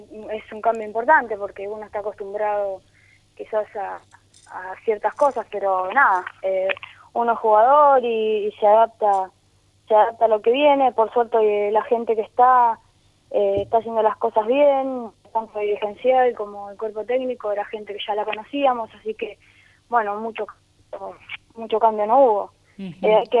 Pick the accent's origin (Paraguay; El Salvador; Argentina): Argentina; Córdoba; now in Buenos Aires, Argentina; Yo soy de Córdoba y bueno